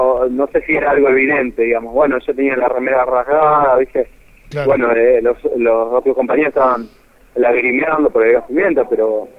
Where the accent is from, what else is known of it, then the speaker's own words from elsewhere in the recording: Villa Ballester, Buenos Aires Province, Argentina; De Gran Buenos Aires, de San Martín, Villa Ballester.